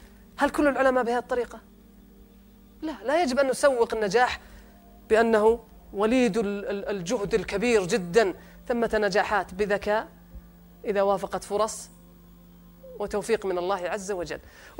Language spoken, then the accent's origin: Arabic; Saudi Arabia; لذلك إحنا عندنا في السعودية نسبة اللي يصدر من الأموال للخارج 96 مليار سنويا